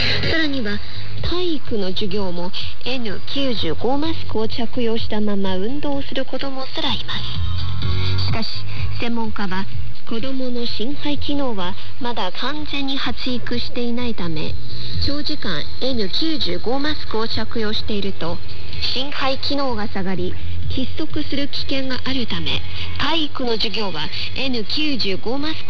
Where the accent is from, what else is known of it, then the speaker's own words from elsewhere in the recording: China; Japanese is a second language; 日本の方は私たち中国人よりももっと詳しいと思いますが